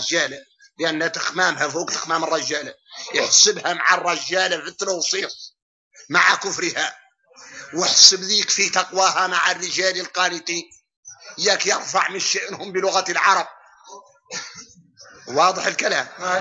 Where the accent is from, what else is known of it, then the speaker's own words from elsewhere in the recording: Mauritania; نحن موريتاني